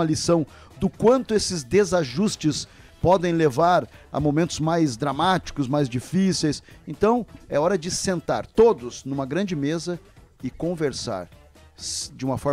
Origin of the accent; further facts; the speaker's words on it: Rio Grande do Sul, Brazil; now in Chapecó, Brazil; porque também vim lá do Rio Grande do Sul para cá.